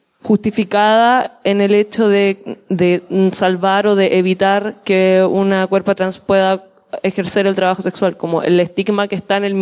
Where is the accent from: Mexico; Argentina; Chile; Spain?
Chile; Vengo de Chile, la situación del activismo al trabajo sexual en Latinoamérica obviamente es otra